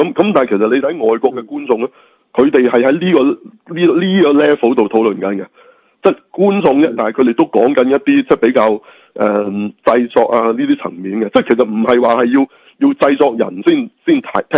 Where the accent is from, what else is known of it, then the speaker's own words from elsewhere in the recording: China; 咁系嗰啲系我哋中国人新年啫